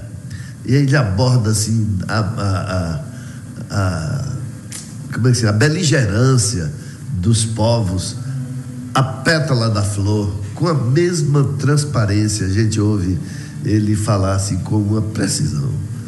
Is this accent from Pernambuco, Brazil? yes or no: no; Vitória da Conquista, Bahia, Brazil; Rádio Câmara de Vitória da Conquista, minha terra.